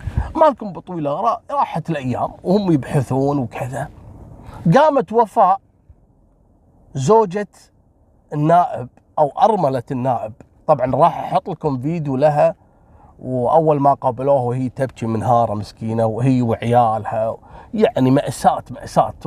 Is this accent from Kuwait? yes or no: yes; Kuwait